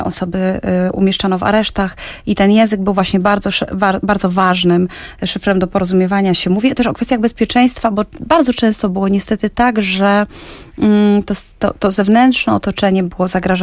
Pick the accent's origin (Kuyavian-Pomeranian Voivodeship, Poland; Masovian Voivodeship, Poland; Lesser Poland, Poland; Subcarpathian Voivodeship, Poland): Lesser Poland, Poland; Oświęcim; born there; ja się urodziłam w Oświęcimiu i w tym mieście